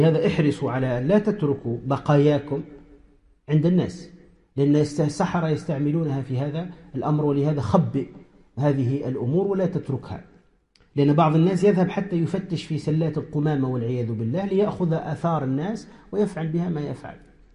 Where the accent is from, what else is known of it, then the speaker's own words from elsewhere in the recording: Tunisia; ومن رأى منكم هؤلاء القوم يتكلمون بلغة نسميها عندنا في تونس يقول يتكلم بالعجمي